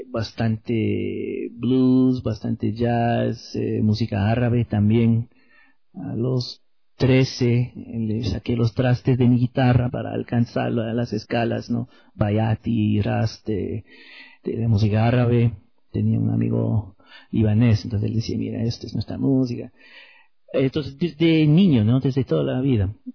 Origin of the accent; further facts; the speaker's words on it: Windsor, Ontario, Canada; Me crié en Windsor, entonces frente a Detroit, entonces me crié tocando